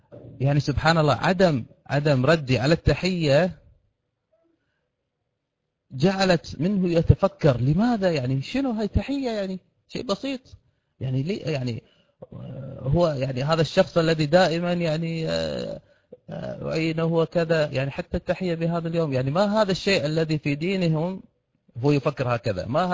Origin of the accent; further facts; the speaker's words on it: Kuwait; هناك متجر كبير عندنا في الكويت.